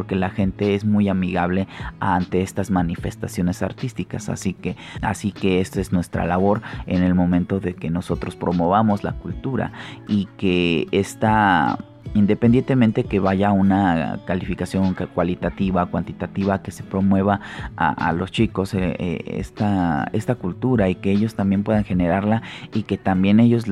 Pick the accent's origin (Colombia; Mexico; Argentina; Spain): Mexico; Mexico City; yo no soy de Jojutla, Morelos, pero yo soy de la Ciudad de México y me han adoptado muy bien.